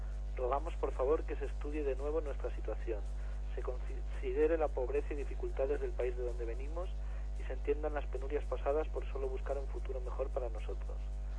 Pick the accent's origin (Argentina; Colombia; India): India; Punjab; Spanish is a second language; moved away as an adult; now in Ceuta, Spain; Tengo 24 años y vengo de Punjab, ciudad de la India, capital de la región Sikh. Es un lugar pobre, dependiente de la agricultura y es muy difícil encontrar trabajo.